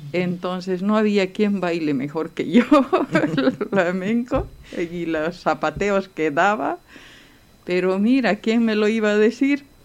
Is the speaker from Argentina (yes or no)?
no; Bolivia; como yo soy de Bolivia, de pequeña me gustaba mucho la música española.